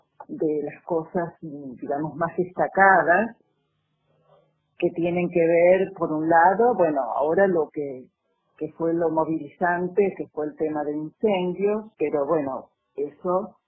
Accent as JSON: {"language": "Spanish", "region": "Córdoba", "country": "Argentina", "also_born_or_lived": "La Plata", "said": "yo soy cordobesa, pero viví 30 años acá, viviendo, trabajando, estudiando, y después fui a seguir viviendo más de 30 años en La Plata, y hace 2 años y medio que he venido otra vez a la provincia de Córdoba, y el lugar que he elegido para vivir es este, es Agua de Oro."}